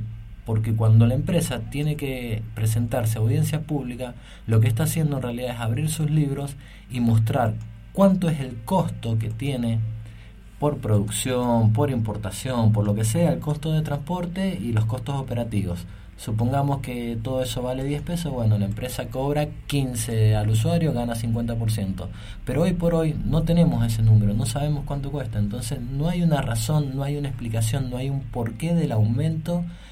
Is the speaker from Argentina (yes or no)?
yes; Argentina; Nosotros como usuarios, como argentinos, como pueblo, debemos saber cuánto